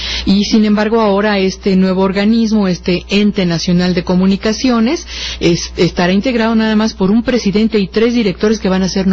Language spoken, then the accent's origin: Spanish; Mexico; una de las leyes ejemplares que se nos antojaban a nosotros como mexicanos